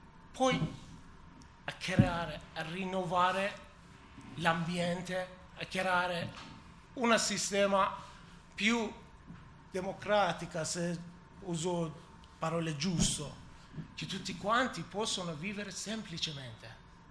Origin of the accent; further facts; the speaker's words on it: Iran; Italian is a second language; moved away; Se ancora io ero nel mio paese, cosa poteva succedere per mia figlia?